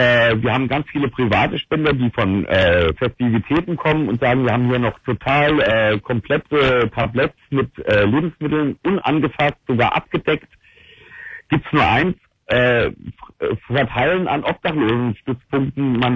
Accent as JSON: {"language": "German", "region": "Hesse", "country": "Germany", "said": "ich komme aus dem Rhein-Main-Gebiet, in Wiesbaden, in Mainz"}